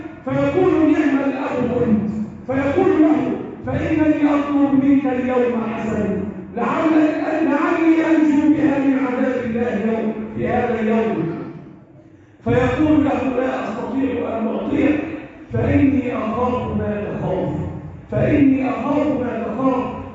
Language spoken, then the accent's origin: Arabic; Egypt; اللهم احفظ بلدنا مصر